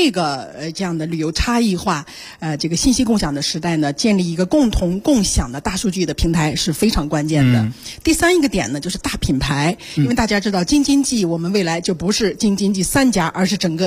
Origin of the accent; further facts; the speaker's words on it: Beijing, China; 自驾游实际上是我们北京人出游的最主要的一个方式